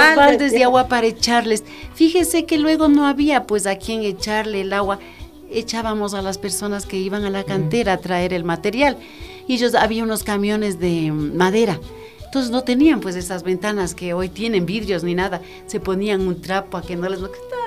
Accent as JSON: {"language": "Spanish", "town": "Quito", "region": "Pichincha", "country": "Ecuador", "tie": "born or raised there", "said": "yo me crié en mi barrio, salí de aquí del Girón, que se llama el barrio donde yo nací. A los 11 años yo me fui de aquí al Batán. Yo viví en la subida a Villavista. Yeah. Yo me crié con las familias mejores de Quito porque éramos los únicos pobres."}